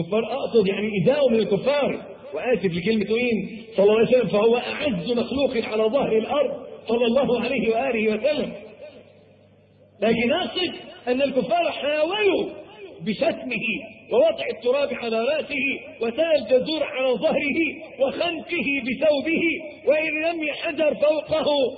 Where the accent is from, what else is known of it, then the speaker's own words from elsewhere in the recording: Egypt; عندنا في مصر